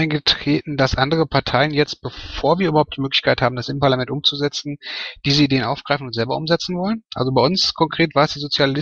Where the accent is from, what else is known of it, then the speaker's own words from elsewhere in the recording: Bochum, North Rhine-Westphalia, Germany; Ja, was soll ich als Bochumer zu Fußball in der Beziehung schon sagen, ja?